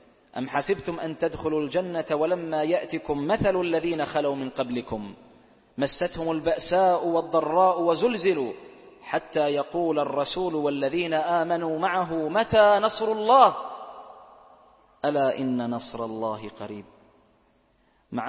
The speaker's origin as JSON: {"language": "Arabic", "country": "Bahrain", "said": "اللهم من أرادنا وأراد بلادنا البحرين"}